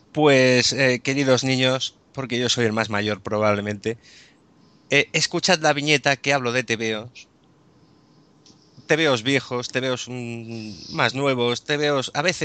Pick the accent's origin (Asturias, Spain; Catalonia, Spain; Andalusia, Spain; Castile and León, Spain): Catalonia, Spain; Sí, yo soy catalán, yo no tiro nada.